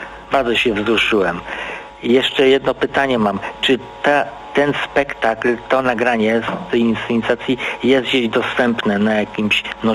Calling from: Dąbrowa Górnicza, Silesian Voivodeship, Poland; Ja z Dąbrowy Górniczej, stały słuchacz

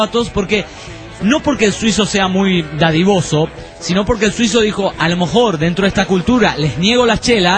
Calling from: Uruapan, Michoacán, Mexico; de Urupán, México.

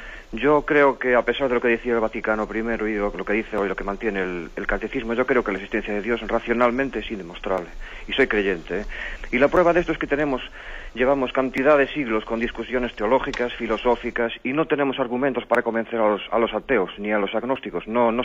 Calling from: Pontevedra, Galicia, Spain; llamo de Pontevedra.

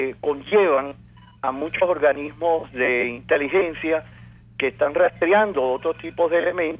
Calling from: El Palmar, Bolívar, Venezuela; estoy llamando de lo profundo de la provincia, del estado Bolívar. Y quisiera, pues, hacerle llegar el saludo de este pueblo noble del Palmar

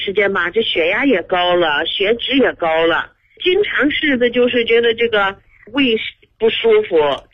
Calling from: Tongzhou, Beijing, China; 我是通州西营前街的，

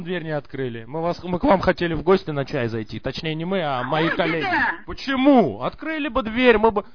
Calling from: Israel; Я вообще звоню из Израиля, бабушка.

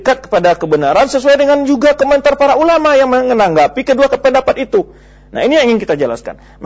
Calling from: Muara Enim, South Sumatra, Indonesia; Saya dari Muara Enim.

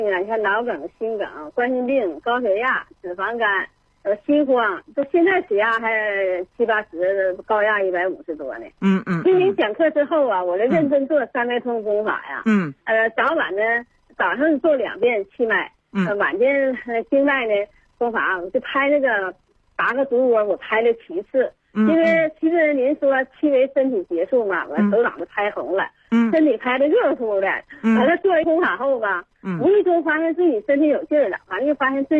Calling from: Shenyang, Liaoning, China; 今年75岁。

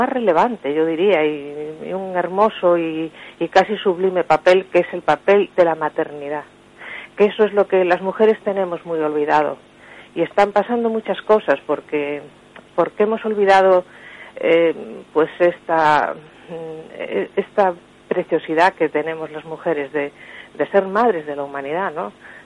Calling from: Madrid, Community of Madrid, Spain; de Madrid

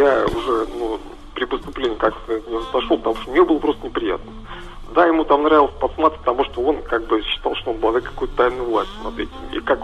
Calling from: Kirov Oblast, Russia; Да, я из Кировской области звоню.

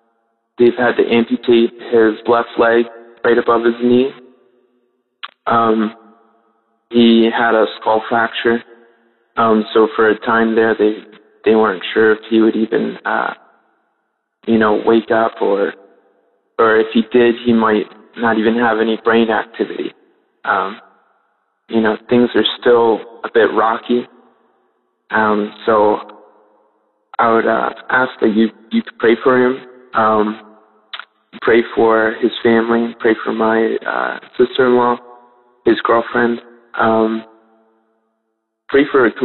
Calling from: Mount Bethel, Pennsylvania, United States; Hi, DAB family. … I'm calling from Mount Bethel, Pennsylvania. It's my first time calling.

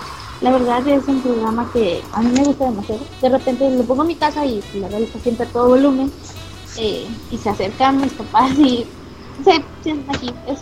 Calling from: Monterrey, Nuevo León, Mexico; Yo soy de Monterrey.

